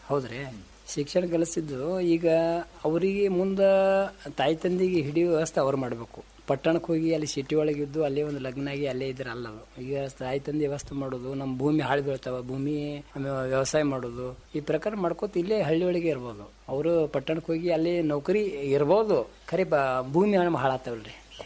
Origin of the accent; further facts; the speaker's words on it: Hirebevanur, Karnataka, India; ನಿಂಬೆ ಬೆಳೆಗಾರ ನಮ್ಮ ಊರು, ನಮ್ಮ ಹಿರೇಬೇವನೂರು ಗ್ರಾಮದೊಳಗೆ ಒಂದು 100 ಮಂದಿ ಮೆಂಬರ್ಸ್ ಅದಾರ ನಿಂಬೆ ಬೆಳೆಗಾರರು.